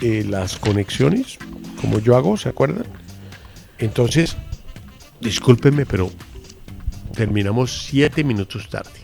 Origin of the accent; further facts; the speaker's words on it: Antioquia, Colombia; Yo soy paisa.